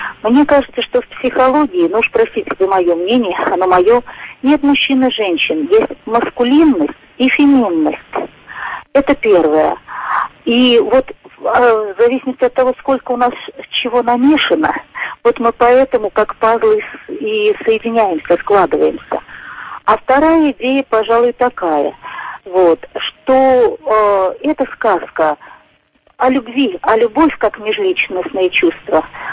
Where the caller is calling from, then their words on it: Saratov, Saratov Oblast, Russia; Я звоню вам из Саратова.